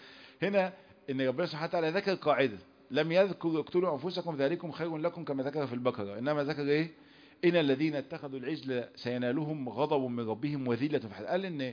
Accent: Egypt; احنا بنسمي النمل عندنا في مصر نمل

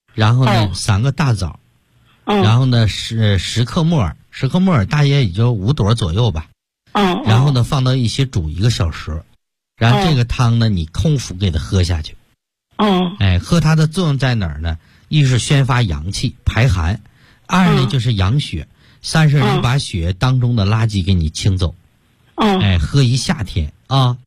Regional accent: Shandong, China; 我们山东人一个最大的优点就是中庸之道

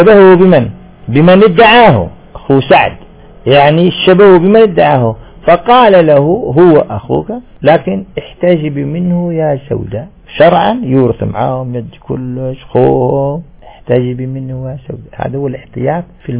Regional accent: Algeria; منطقة كما احنا عندنا تمرست، المنطقة الوحيدة الصافية في الجزائر

